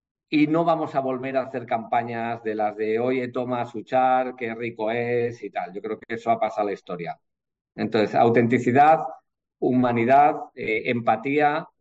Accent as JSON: {"language": "Spanish", "town": "Bilbao", "region": "Basque Country", "country": "Spain", "said": "y en Bilbao, que es el centro del mundo, soy de Bilbao, por eso lo digo"}